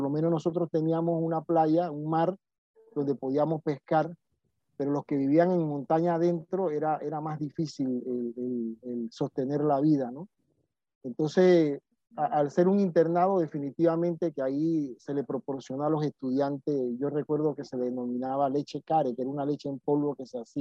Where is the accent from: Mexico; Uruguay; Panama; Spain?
Panama; En mi pueblo le decíamos puerco o cerdo, pero eso era cada cierto tiempo